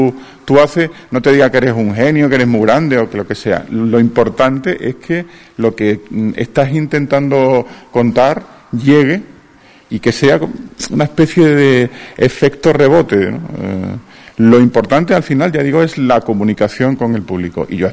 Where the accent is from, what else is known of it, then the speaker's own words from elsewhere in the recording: Almendralejo, Extremadura, Spain; Yo soy extremeño, de Almendralejo, y es un pueblo muy activo, muy dinámico.